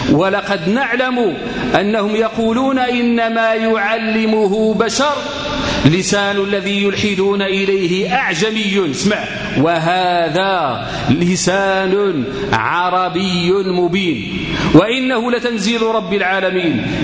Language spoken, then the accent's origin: Arabic; Morocco; احنا عندنا في المغرب نيت الآن اللغة فين في المخرى دابا الآن عندنا احنا اللي تنقولوا احنا